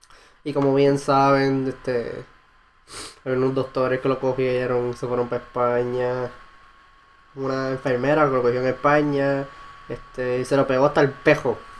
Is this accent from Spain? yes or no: no; Humacao, Puerto Rico; moved away as an adult; also born or lived in Ponce / Gurabo; now in Seattle, United States; yo soy un joven puertorriqueño, viviendo en Estados Unidos ahora mismo, y nada, yo nací en Ponce, pero mayormente viví en Gurabo y Humacao. Yo me considero más humacaeño.